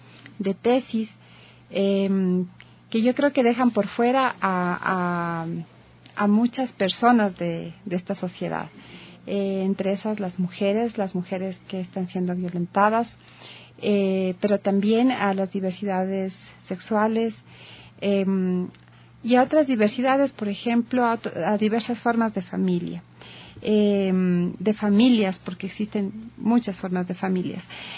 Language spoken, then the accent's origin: Spanish; Ecuador; como sociedad ecuatoriana seguimos manteniendo